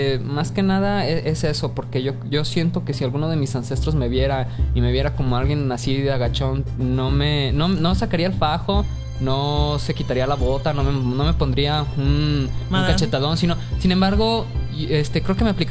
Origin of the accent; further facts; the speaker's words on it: Mexico; a nosotros como pueblo mexicano